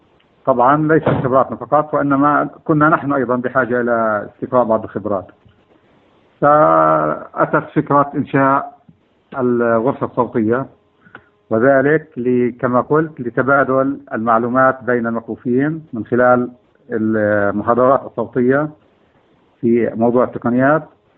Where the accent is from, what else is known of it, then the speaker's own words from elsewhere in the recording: Ramallah, West Bank, Palestine; born there; also born or lived in Al-Bireh / Bethlehem; ولدت في مدينة رام الله عام 1924 من كانون الثاني عام 1965 ميلادي.